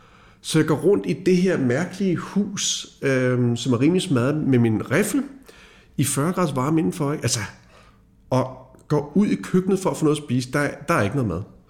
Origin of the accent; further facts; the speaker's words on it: Birkerød, Capital Region of Denmark, Denmark; Og jeg er jo fra Birkerød, og har aldrig rørt et våben.